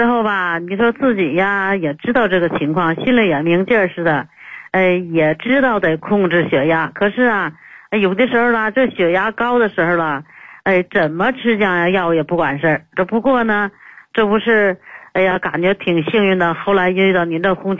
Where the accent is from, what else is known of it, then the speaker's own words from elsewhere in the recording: Henan, China; now in Beijing, China; 用过，俺是河南的。最近这几天呢才来北京